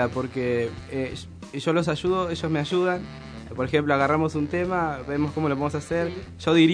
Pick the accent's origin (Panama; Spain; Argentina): Argentina; Merlo, Buenos Aires Province; No, de Merlo.